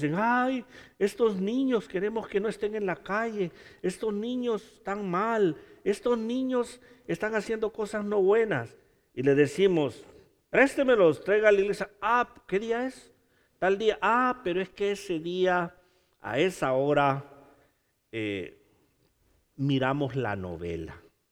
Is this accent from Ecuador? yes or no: no; Honduras; ¿Se imagina que las calles fueran de oro en Honduras, en mi país?